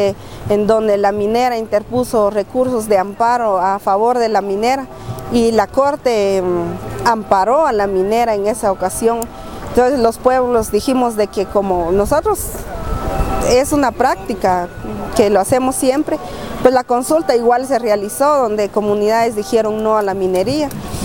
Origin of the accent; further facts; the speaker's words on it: Guatemala; soy de Guatemala, miembro de Huaquipquej